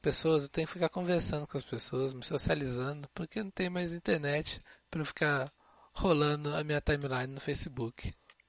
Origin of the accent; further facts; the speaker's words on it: Guarulhos, São Paulo, Brazil; born there; Guarulhos, São Paulo, mas meu coração é mineiro.